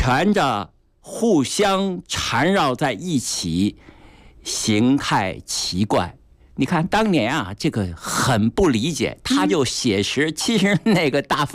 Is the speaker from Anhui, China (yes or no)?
no; Beijing, China; 对我们北京人，对我们中国人，还包括对世界的朋友，我们都应该呢加强介绍